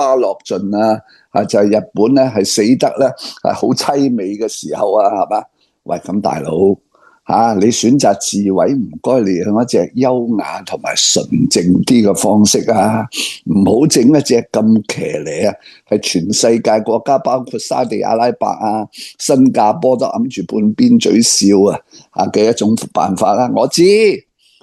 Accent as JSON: {"language": "Cantonese", "country": "Hong Kong", "said": "如果唔會實現，我哋香港人咧個個都鬆一口氣"}